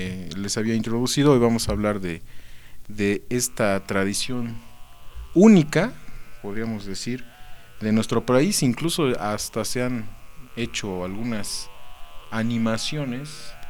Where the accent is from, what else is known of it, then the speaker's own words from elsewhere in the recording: Mexico; es parte, ¿no?, de la identidad como mexicanos